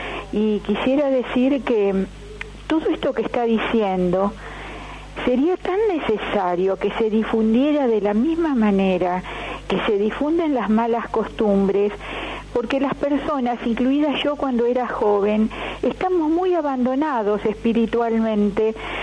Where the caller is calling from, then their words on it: San Antonio de Padua, Buenos Aires Province, Argentina; de San Antonio de Padua